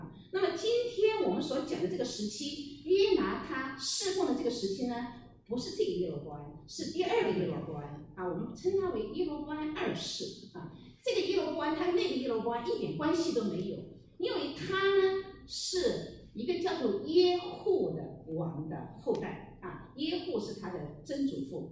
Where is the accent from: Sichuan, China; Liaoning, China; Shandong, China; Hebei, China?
Sichuan, China; 就好像我们是中国人啊，我是四川人来到了这个地方